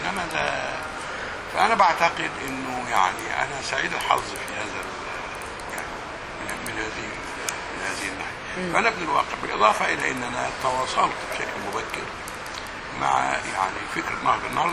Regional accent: Egypt; انا نشات في مناخ في الريف المصري كان مناخ متسامح جدا.

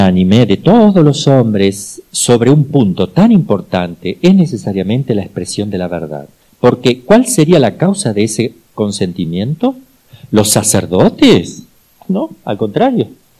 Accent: Argentina; se van a dar cuenta que soy argentino.

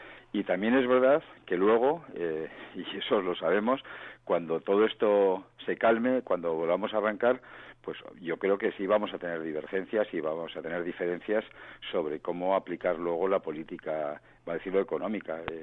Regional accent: Spain; yo tengo que agradecerlo, y como español también

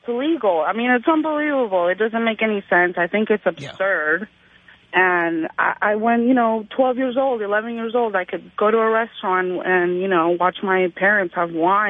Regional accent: Spain; now in United States; I'm talking about growing up in Spain.

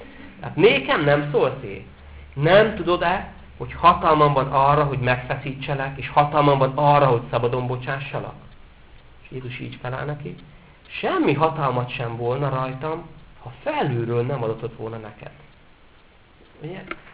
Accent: Esztergom, Komárom-Esztergom, Hungary; Én például esztergomi vagyok.

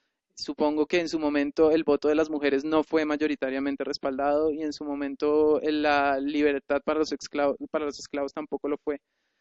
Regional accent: Colombia; un derecho al cual yo como colombiano no puedo acceder?

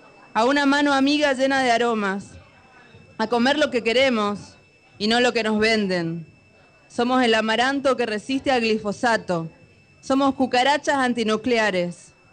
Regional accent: Misiones, Argentina; Bueno, yo particularmente soy de Misiones, es la primera vez que vengo

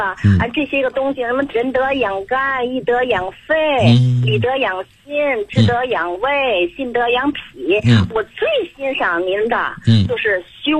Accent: Tianjin, China; 我还没介绍我自己，我是天津的。

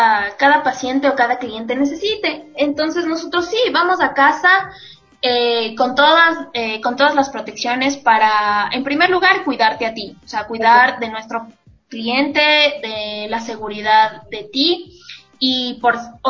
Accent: Ecuador; como buena emprendedora ecuatoriana, debíamos tener un nombre que nos represente, que sea propio de nuestras raíces y cultura.

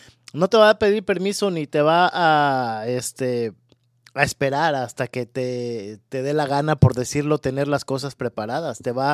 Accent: Mexico; Yo que soy mexicano.

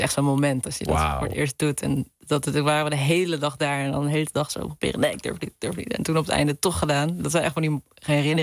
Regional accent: Hilversum, North Holland, Netherlands; Ik ben opgegroeid hier in de buurt, in de Hilversumse Meent. Het is een heel klein deel wat officieel van Hilversum is, maar het ligt tegen Bussum aan.

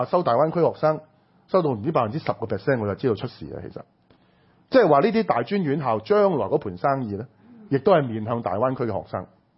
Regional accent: Hong Kong; 當選，我們香港人無話可說

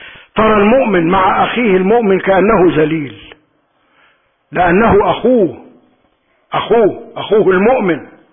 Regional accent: Egypt; اللهم اعصم بلدنا مصر من السوء

